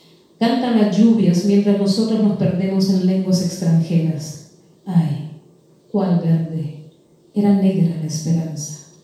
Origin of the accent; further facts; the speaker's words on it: Honduras; Y es un pueblo libertario que sigue luchando en Honduras. Y de allí, de donde yo vengo, ese país